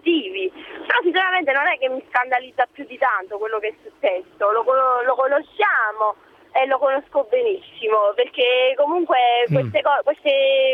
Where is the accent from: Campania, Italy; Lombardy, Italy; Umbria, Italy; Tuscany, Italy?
Campania, Italy; Acerra; No, sono di Acerra.